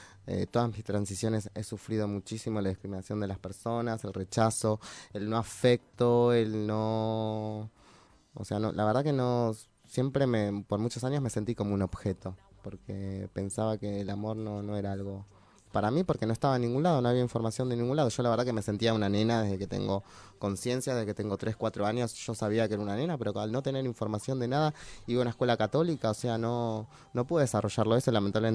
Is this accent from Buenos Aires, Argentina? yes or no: yes; Buenos Aires, Argentina; also born or lived in Monte Grande; Yo nací en Parque Avellaneda. Nací en Monte Grande, en realidad, de pedo, pero siempre viví en Capital Federal, en Parque Avellaneda, que es mi barrio, en la casa de mi familia, que, bueno, vivían mis abuelos.